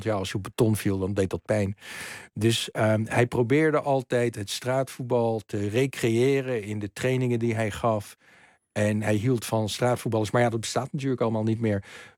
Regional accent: Leiden, South Holland, Netherlands; Dutch is a second language; also born or lived in London; Nou, ik had als kind in Londen nog amper gevoetbald. Dat was er amper. Toen ik op mijn 6e naar Leiden kwam, in Oesgeest staan.

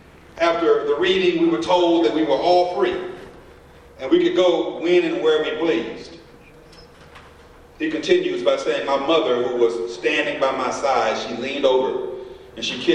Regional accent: Texas, United States; now in Nevada, United States; I am from Texas, and Juneteenth has a special, as you probably know, meaning in Texas

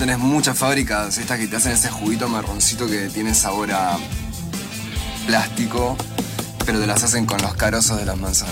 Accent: Neuquén, Argentina; Sí, el valle, el alto valle de Río Negro en Neuquén.

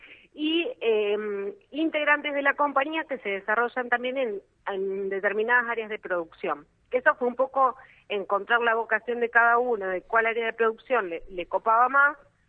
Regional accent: Junín, Buenos Aires Province, Argentina; now in Buenos Aires, Argentina; No, yo en realidad soy de Junín, provincia de Buenos Aires. Estoy viviendo acá en Capital y sigo teniendo mi número de pueblerina.

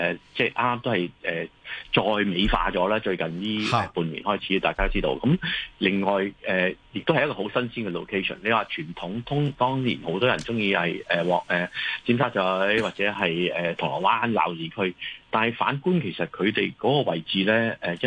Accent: Guangdong, China; 我哋繁体字嘅招牌嗰啲咧，即系我哋广东人。

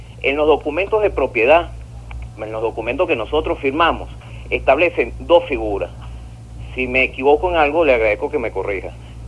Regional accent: Caracas, Capital District, Venezuela; De aquí de Caracas.

